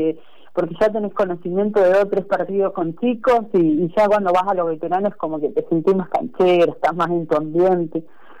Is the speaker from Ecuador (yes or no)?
no; Comodoro Rivadavia, Chubut, Argentina; Yo vengo de Comodoro, fui una de las primeras mujeres allá en Comodoro ser árbitro